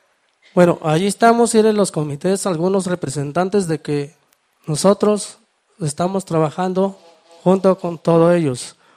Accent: Catayahualco, Mexico; vengo de la comunidad de Catayahualco, de ese ejido.

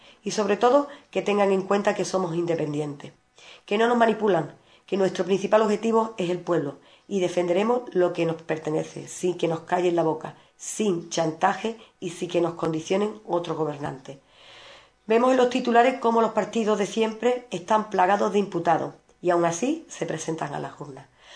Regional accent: Ubrique, Andalusia, Spain; Solo trabajaremos en beneficio de nuestro pueblo. No dejo mi pueblo por ninguno de esos organismos. Y esta noche, esta agrupación no va a dar un mitin como es de costumbre. Nosotros queremos estar cerca de todos nuestros vecinos y estaremos en la calle para escucharlos y atenderlos. AICU trabajará por todos los vecinos de Ubrique.

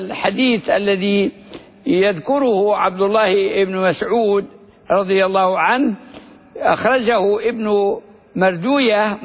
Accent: Libya; وهو الذي يظن أنه دفين بلادنا ليبيا في المنطقة الوسطى في أوجلة

